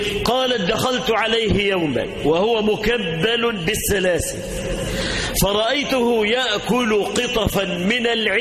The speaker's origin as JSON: {"language": "Arabic", "country": "Egypt", "said": "اللهم اجعل بلدنا مصر آمنة مطمئنة"}